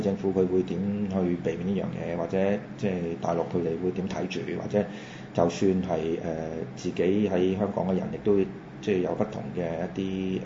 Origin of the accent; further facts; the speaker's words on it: Macau; 即係站在一個譬如好似我同你咁樣喺個地方土生土長嘅，我哋當然有一種感情喺度啦。